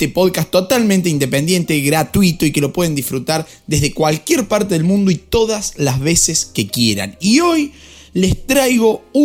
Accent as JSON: {"language": "Spanish", "country": "Argentina", "said": "como argentino y tan pasional que son los argentinos y que somos los argentinos con el fútbol"}